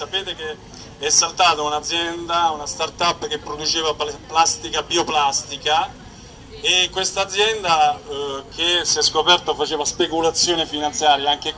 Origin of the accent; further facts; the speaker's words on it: Rome, Lazio, Italy; io vengo in Emilia Romagna, anche se sono di Roma